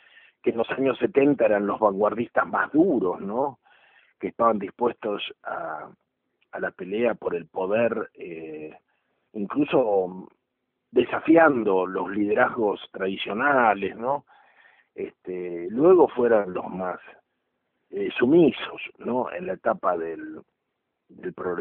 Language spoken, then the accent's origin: Spanish; Argentina; también destinó todo el esfuerzo que teníamos como argentinos, como país, a un tema absolutamente secundario